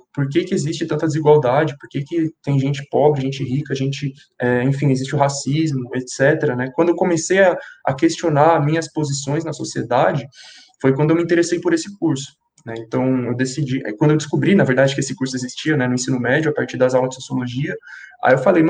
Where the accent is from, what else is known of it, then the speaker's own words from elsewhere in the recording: São Paulo, Brazil; eu tenho 20 anos, nasci na Brasilândia, zona norte de São Paulo, né, extremo norte, nasci na favela do Jardim Vista Alegre, mas cresci na favela do Jardim Elisa Maria. Meus pais são migrantes nordestinos